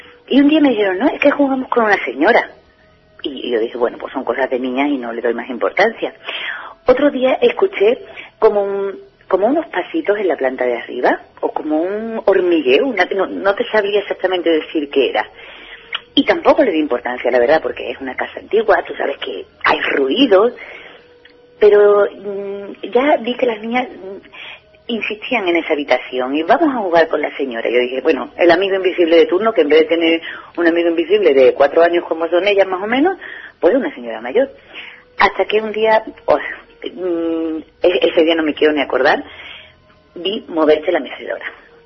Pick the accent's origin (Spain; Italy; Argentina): Spain; Seville, Andalusia; Nosotros somos de Sevilla